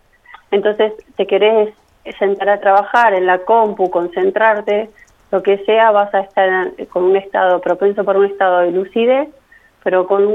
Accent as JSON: {"language": "Spanish", "region": "Córdoba", "country": "Argentina", "said": "Sí, yo soy cordobesa, así que empecé por allá"}